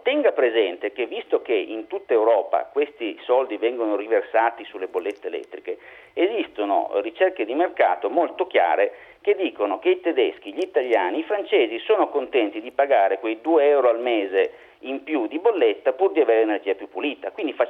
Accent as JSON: {"language": "Italian", "town": "Turin", "region": "Piedmont", "country": "Italy", "tie": "born there", "said": "io sono ingegnere, sono nato a Torino, tendo a essere pignolo"}